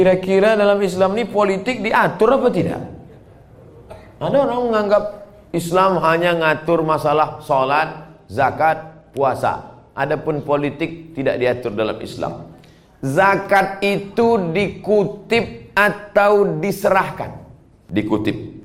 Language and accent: Indonesian; Riau, Indonesia; Saya dari Riau.